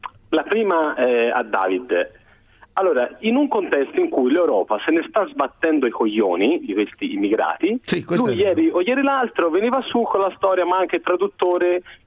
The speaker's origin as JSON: {"language": "Italian", "country": "Senegal", "second_language": "Italian", "lives_now": "Turin, Italy", "said": "Io vengo dall'Africa, io sono senegalese"}